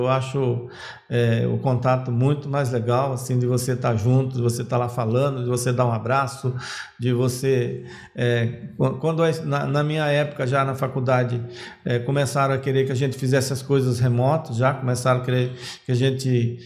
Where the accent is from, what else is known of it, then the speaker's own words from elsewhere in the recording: Bahia, Brazil; eu sou da Bahia, né? Do sertão da Bahia, e a gente vai muito em Remanso lá, que é a cidade da minha família também. Daqui até lá são 2.400 quilômetros.